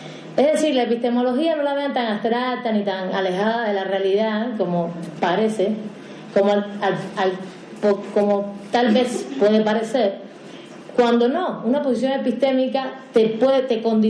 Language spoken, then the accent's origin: Spanish; Cuba; yo vengo de Cuba y conozco bien la legislación por allá